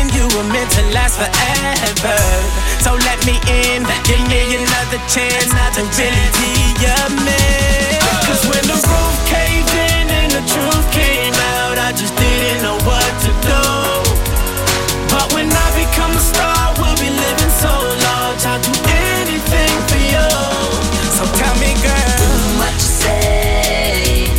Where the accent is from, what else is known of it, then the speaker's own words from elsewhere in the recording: Belgium; chez nous en Belgique, plus précisément du côté de Bruxelles.